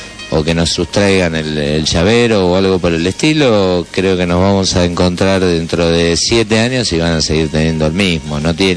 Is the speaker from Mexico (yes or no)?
no; Mar del Plata, Buenos Aires Province, Argentina; para los que somos de Mar del Plata